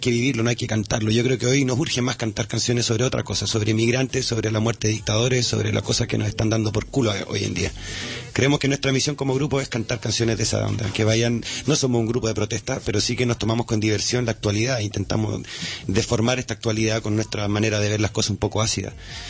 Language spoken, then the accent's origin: Spanish; Chile; now in Barcelona, Spain; como soy chileno y he trabajado aquí en Barcelona